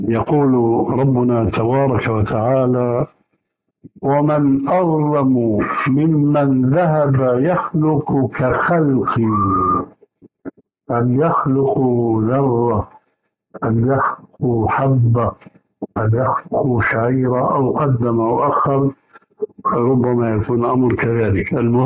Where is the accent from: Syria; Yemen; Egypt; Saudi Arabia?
Syria; وكما يقولون عندنا في الشام حطينا رجلينا مي بارد